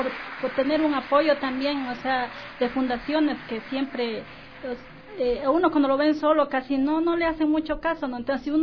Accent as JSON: {"language": "Spanish", "region": "Loja", "country": "Ecuador", "moved": "yes", "said": "yo soy de Loja, ya desde pequeñita trabajando con lo que es agricultura."}